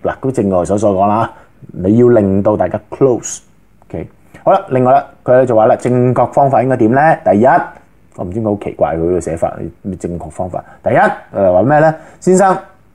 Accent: China; 咁嗱呢个咧就系我哋中国人一啲咁嘅陋习

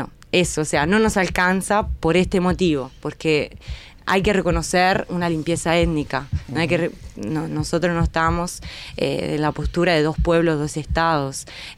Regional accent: Italy; Yo soy italiana, pero me lo enseñan mis compañeros.

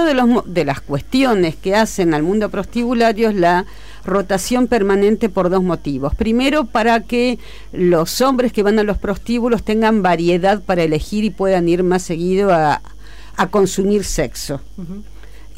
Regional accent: Buenos Aires, Argentina; born there; No, en Buenos Aires.

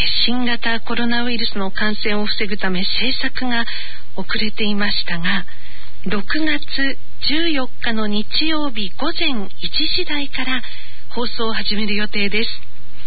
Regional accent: Sapporo, Hokkaido, Japan; also born or lived in Yokohama; 実は私は札幌出身なんですけど、父の仕事の関係で小学校1年生から3年生まで横浜市旭区の左近山第二小学校というところに通っていました。

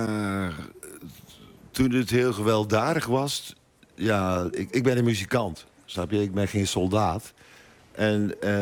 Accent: Nijmegen, Gelderland, Netherlands; ik kom uit Nijmegen. Dat is een anarchistische stad in de jaren 70.

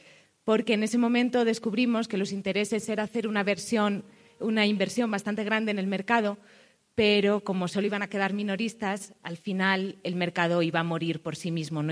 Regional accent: Spain; accent: Spanish; moved away as an adult; now in Ecuador; Como verán por mi acento, soy española, pero llevo 6 años en Ecuador. Les hago esta aclaración porque hablo como ecuatoriana, porque me siento profundamente ecuatoriana.

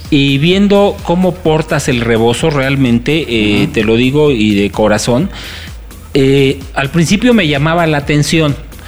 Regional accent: Mexico; Somos mexicanos.

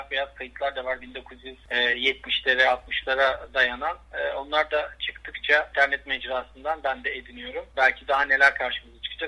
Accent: Istanbul, Turkey; Ben 1980 İstanbul Çengelköy doğumluyum. Boğaz çocuğuyum aslında.

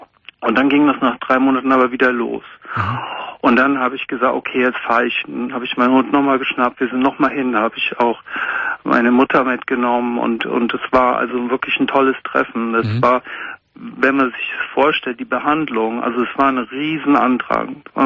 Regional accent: Münster, North Rhine-Westphalia, Germany; Da war ich nicht hier in Münster. Ich bin aus Münster in Westfalen.

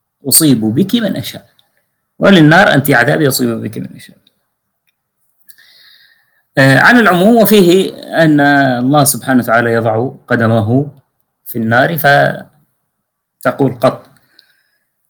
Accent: Syria; عندنا في سوريا هكذا شنيعة جدا

